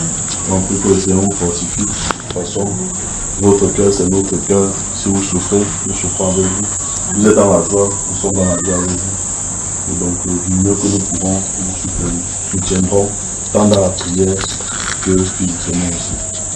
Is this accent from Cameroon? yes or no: yes; Cameroon; now in Morocco; Je viens du Maroc, mais je suis des vôtres, je suis camerounais, je ne suis pas marocain.